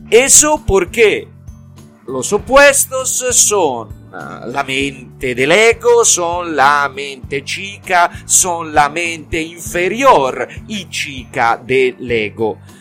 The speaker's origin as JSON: {"language": "Spanish", "region": "Tuscany", "country": "Italy", "said": "Soy típicamente italiano e italiano de mi región, de Toscana."}